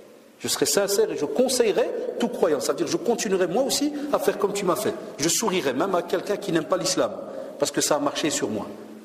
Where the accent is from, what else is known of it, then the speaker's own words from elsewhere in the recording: Belgium; Chez nous en Belgique, ils sont en train d'essayer de voter une loi pour que l'école soit obligatoire à 2 ans et demi